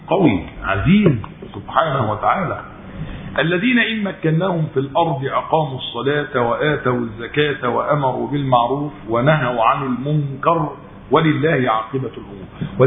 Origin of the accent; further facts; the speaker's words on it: Egypt; كما يقال عندنا في مصر لا يودي ولا يجيب